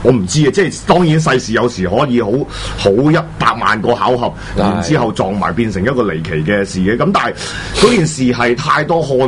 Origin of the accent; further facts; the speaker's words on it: China; accent: mainland Chinese; 因為我啲大陸腔口嚟嘅